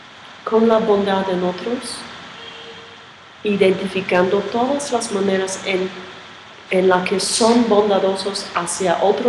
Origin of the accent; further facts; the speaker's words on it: New York, United States; Yo, perdona, pero soy de Nueva York y pueden decir cualquier otra cosa.